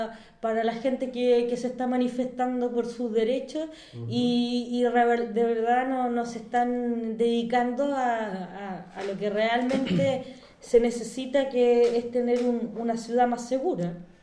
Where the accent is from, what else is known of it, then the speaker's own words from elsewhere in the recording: Santiago, Santiago Metropolitan Region, Chile; yo tan orgullosa de mi ciudad, yo soy de Santiago